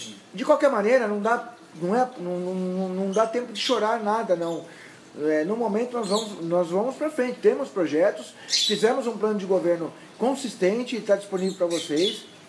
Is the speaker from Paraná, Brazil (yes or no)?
no; Santos, São Paulo, Brazil; sou nascido em Santos, no Canal 2, na Beneficência Portuguesa, joguei muita bola no Poço 2, falo tu, falo mango, dois palitos